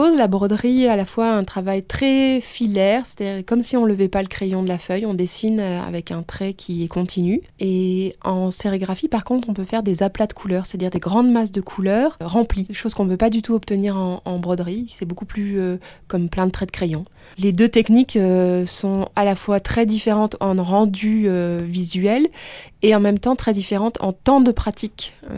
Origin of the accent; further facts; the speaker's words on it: Bourgogne-Franche-Comté, France; Je viens de Bourgogne, j'ai grandi à la campagne.